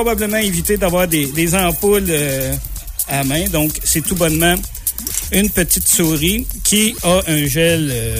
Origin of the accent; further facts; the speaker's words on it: Quebec, Canada; donc c'est pas écrit sur mon visage que je suis Québécois, que je suis Canadien.